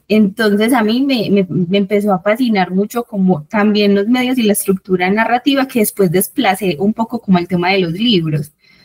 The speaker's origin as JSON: {"language": "Spanish", "town": "Don Matías", "region": "Antioquia", "country": "Colombia", "said": "yo vengo de Don Matías, que es el norte, y estas mujeres son del oriente"}